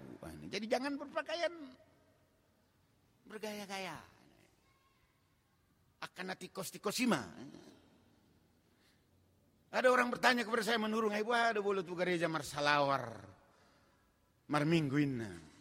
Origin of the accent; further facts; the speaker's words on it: Java, Indonesia; seperti kata orang kita Jawa, pakaian sasono